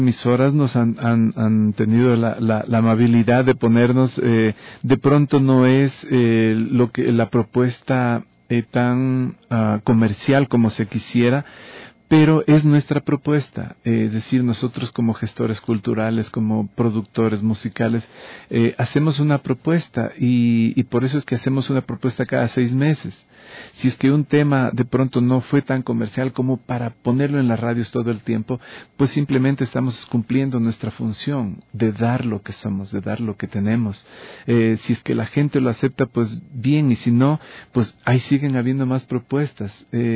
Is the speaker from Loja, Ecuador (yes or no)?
yes; Loja, Ecuador; somos ecuatorianos … de Loja y mi esposa Flor de Oro, ella es de Esmeraldas